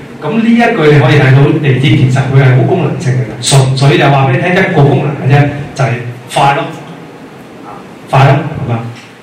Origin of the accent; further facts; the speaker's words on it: Hong Kong; 它絕對能夠界定緊我們香港人、現代香港人現在是怎樣生活